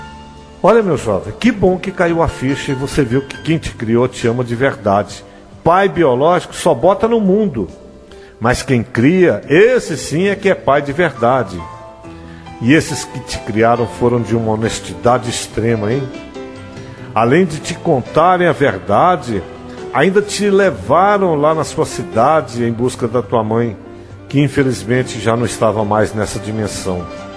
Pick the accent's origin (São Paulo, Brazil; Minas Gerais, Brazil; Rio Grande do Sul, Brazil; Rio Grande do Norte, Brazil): Minas Gerais, Brazil; Cláudio; born there; eles foram comigo até a cidade de Cláudio, que foi onde eu nasci